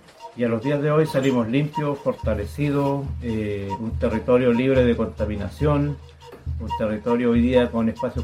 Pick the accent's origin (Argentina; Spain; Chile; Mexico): Chile; Mehuín, Los Ríos; yo soy de acá de Mewin